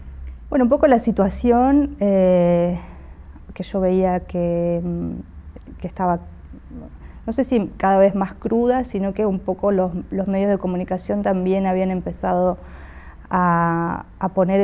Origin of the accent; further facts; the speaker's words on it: Argentina; soy escritora y soy de Argentina.